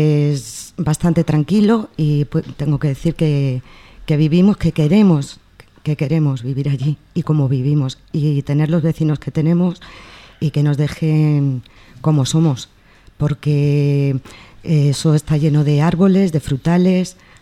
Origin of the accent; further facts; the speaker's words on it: Spain; mis vecinos, la mayoría somos españoles, rumanos y magrebís.